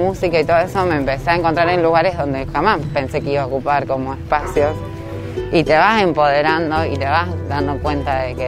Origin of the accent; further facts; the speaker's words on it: Rosario, Santa Fe, Argentina; also born or lived in Villa Gobernador Gálvez; Me crié en una villa, en Villa Bernardo Gálvez, hasta los 6 años, hasta que me vine a Rosario, soy de Zona Sur.